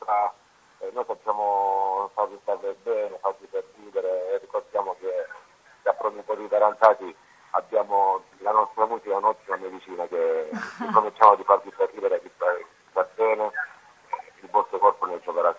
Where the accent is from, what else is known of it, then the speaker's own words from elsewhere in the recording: Apulia, Italy; Sì, chiaramente noi da salentini cantiamo dialetto e scriviamo la nostra cultura, la nostra terra